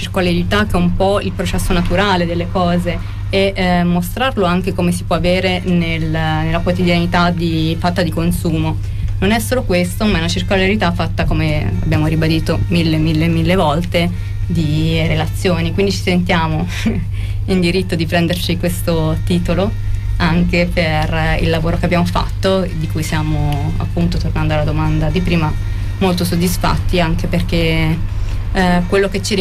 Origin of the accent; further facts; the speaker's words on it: Marche, Italy; Però sono marchigiana con un accento sbagliatissimo.